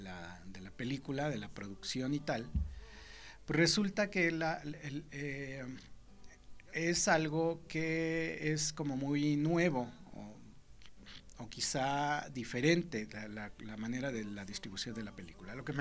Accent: Mexico City, Mexico; Nosotros venimos de la Ciudad de México

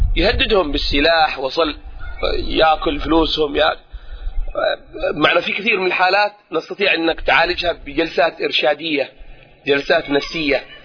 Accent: Mukalla, Hadhramaut, Yemen; born there; من مواليد المكلا حضرموت، الاصل من دوعن

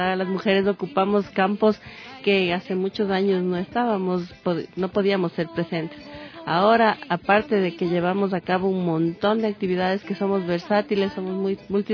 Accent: Ambato, Tungurahua, Ecuador; Ahorita en comunidades de Tungurahua, como te decía, también soy de Ambato

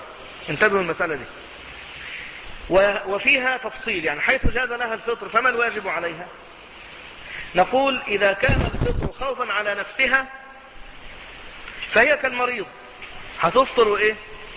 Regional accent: Egypt; يعني أنا من أهل مصر

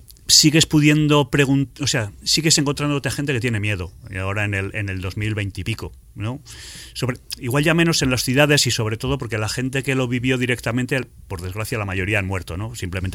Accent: Catalonia, Spain; born there; now in La Rioja, Spain; yo, aunque vivo en La Rioja, soy mitad y mitad. Mi padre es riojano, mi madre es catalana. Yo nací en Cataluña y nací en el Bergadá. El Bergadá es una zona prepirenaica que fue tierra de maquis

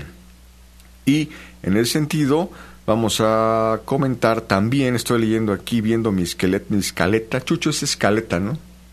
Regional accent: Mexico; quienes no somos ciudadanos norteamericanos, especialmente mexicanos, pues vayan de la mano con las elecciones que este año estaremos viviendo en México

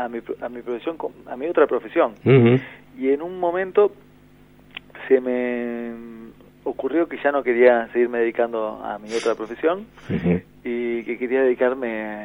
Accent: Montevideo, Uruguay; Y curiosamente, yo soy montevideano.

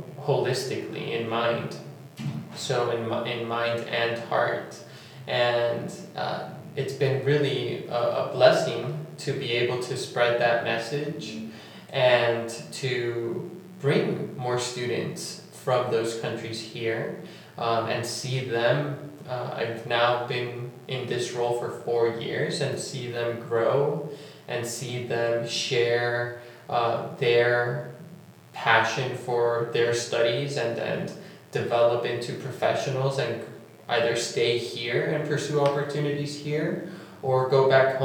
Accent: Tegucigalpa, Francisco Morazán, Honduras; also born or lived in Nicaragua; I'm originally from Nicaragua and Honduras. My parents are from Nicaragua. My father lives in Honduras, and I graduated high school in Tegucigalpa.

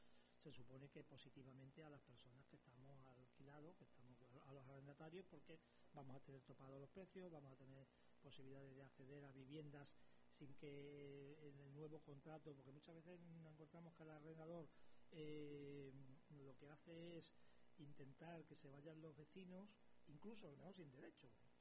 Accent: Extremadura, Spain; yo soy extremeño, ustedes lo saben, yo soy extremeño.

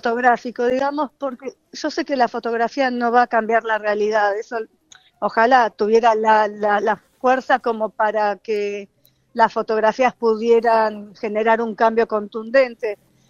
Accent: Argentina; sí soy inmigrante, me reconozco como inmigrante, aunque crecí toda la vida en Argentina. Pero bueno, sé que hay una parte mía que viene de otro lado, ¿no?

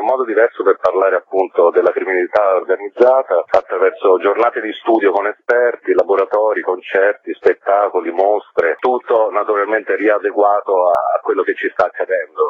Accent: Sicily, Italy; moved away; essendo siciliano emigrato in Toscana, meno male ho frequentato per anni la Sicilia

